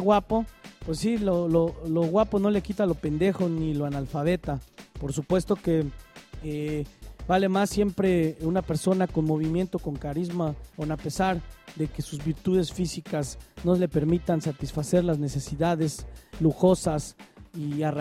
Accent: State of Mexico, Mexico; Quienes crecimos en el Estado de México sabemos perfectamente qué significa el Grupo Tlacomulco

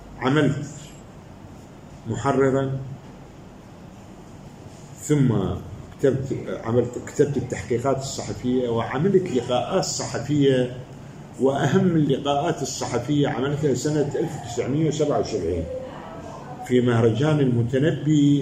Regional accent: Baghdad, Baghdad Governorate, Iraq; أنا ولدت في بغداد في محلة اسمها القشل في رصافة بغداد. طفولتي كانت مثل حلم جميل، كانت بغداد متكافلة متضامنة مع بعضها.

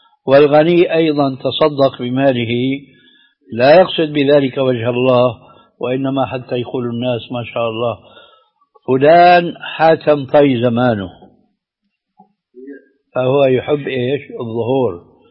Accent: Levant, Syria; كما يقولون عندنا في الشام بدها زكتاف

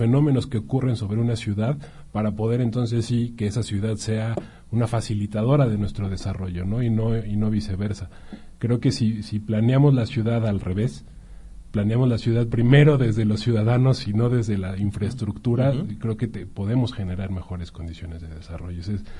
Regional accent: Mexico City, Mexico; yo nací y crecí en el Distrito Federal, y sí era un poquito más complicado jugar en las calles

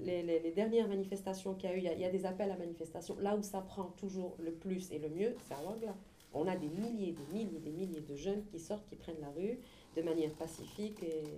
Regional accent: Algiers, Algiers Province, Algeria; Je parle en tant qu'Algérienne lambda qui vit à Alger.

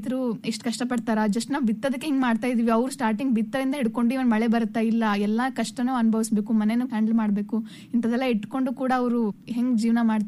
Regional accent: Yelburga, Karnataka, India; ಯಲಬುರ್ಗಾದಲ್ಲಿ ಇರೋದು ನಾವು. ನಮ್ದು ಕೊಪ್ಪಳ ಜಿಲ್ಲೆ.

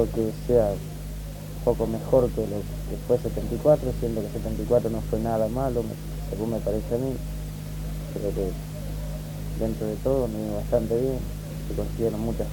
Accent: Berazategui, Buenos Aires Province, Argentina; De Berazategui.

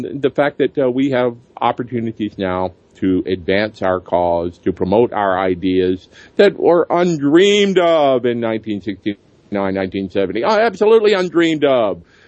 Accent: Alabama, United States; And even in my home state in Alabama, all the three biggest newspapers were all owned by Sam Newhouse

